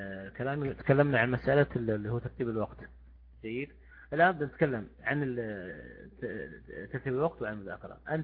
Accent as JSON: {"language": "Arabic", "country": "Saudi Arabia", "said": "يعني إحنا كسعوديين يعني أفضل شيء مثلا عندنا مجالس مثلا"}